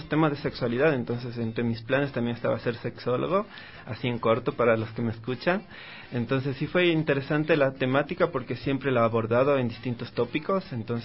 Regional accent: Quito, Pichincha, Ecuador; born there; Nací en Ecuador.

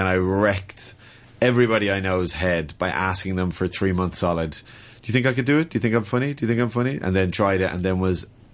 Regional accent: Ireland; the problem is, as an Irish comic, is we're all known as story comics.

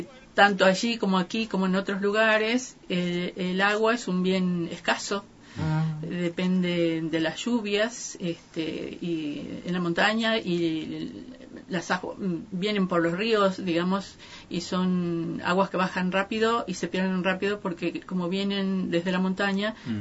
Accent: Santa María, Catamarca, Argentina; born there; Nací en Santa María, que es una ciudad que queda en la parte norte de Catamarca, casi en el límite con Salta y Tucumán, cercano a Cafayate

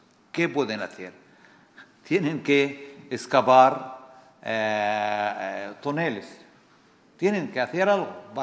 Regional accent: Palestine; y nosotros los palestinos

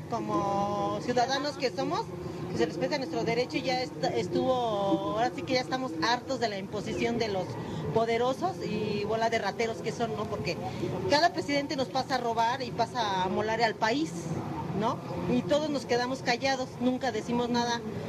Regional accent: Magdalena Contreras, Mexico City, Mexico; No, digo que somos de la Magdalena Contreras.

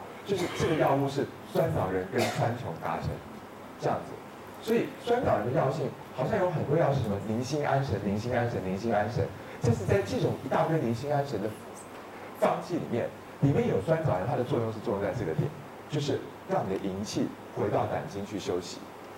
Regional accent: Taiwan; 所以我作为一个台湾人，我很喜欢把失眠的责任推卸给零的干扰

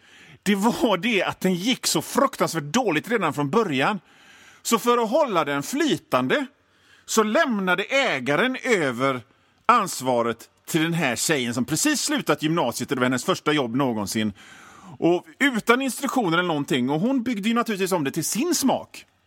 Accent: Hönö, Västra Götaland County, Sweden; born there; och det här är mitt radioprogram. Jag är född på Hönö i Göteborgs norra skärgård.

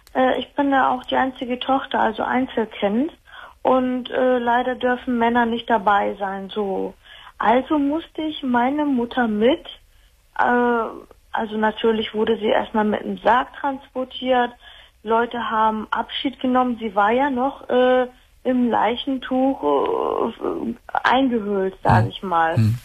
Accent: Turkey; der Name sagt ja schon was. Ich komme aus der Türkei.

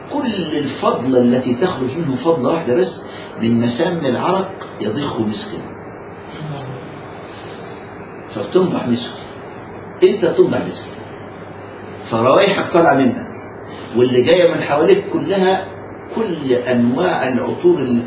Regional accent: Egypt; بياخدوا جبال الرمان عندنا في مصر

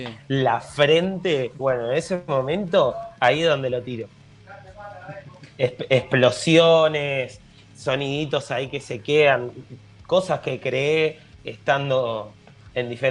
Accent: San Martín, Buenos Aires Province, Argentina; pero somos de San Martín igual. Nuestro público está en San Martín y estamos siempre ahí.

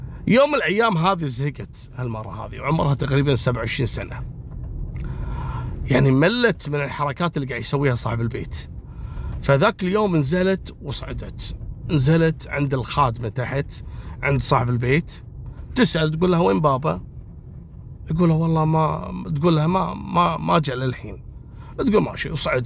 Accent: Kuwait; في منطقة العديلية عندنا في الكويت

